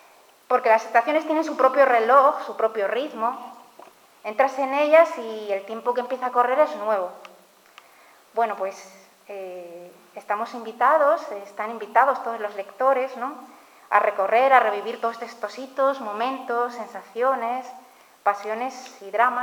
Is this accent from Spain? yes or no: yes; Ribadesella, Asturias, Spain; a Ribadesella, mi pueblo adoptivo de cría, esos retornos en bus